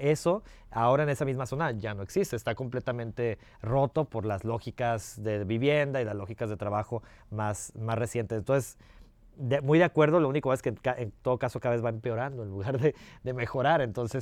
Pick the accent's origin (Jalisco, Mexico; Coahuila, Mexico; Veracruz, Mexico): Jalisco, Mexico; Guadalajara; born there; en el barrio donde yo nací, que es en el oriente de Guadalajara, que es una zona... pues sé que Guadalajara es una ciudad muy segregada, entonces no es una zona rica para nada.